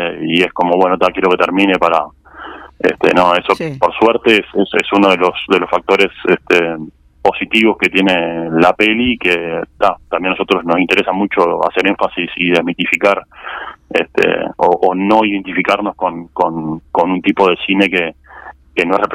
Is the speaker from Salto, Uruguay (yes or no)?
no; Canelones, Uruguay; porque nosotros somos de Canelones, sí.